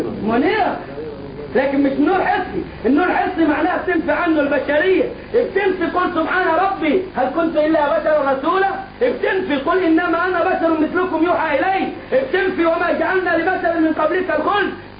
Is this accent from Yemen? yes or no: no; Egypt; ولا زي الراجل عندنا في مصر يقول لك